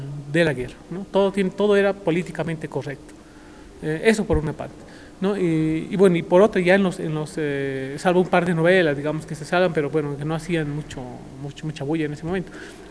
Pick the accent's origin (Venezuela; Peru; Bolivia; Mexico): Bolivia; Nosotros como sociedad boliviana, nuestros abuelos, y nosotros también